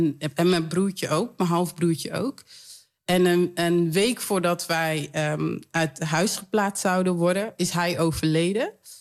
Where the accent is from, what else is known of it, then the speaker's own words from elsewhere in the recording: Suriname; also born or lived in Leiden; Na een half jaar ben ik zeg maar naar Suriname gegaan. Toen ik een half jaar werd.